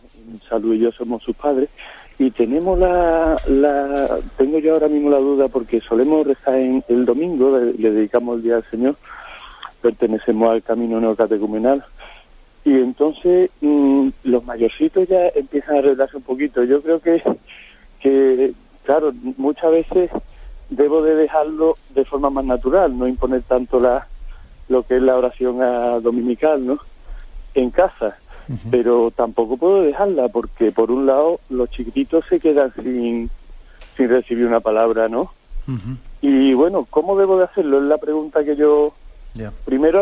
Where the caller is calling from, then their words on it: Seville, Andalusia, Spain; soy de Sevilla.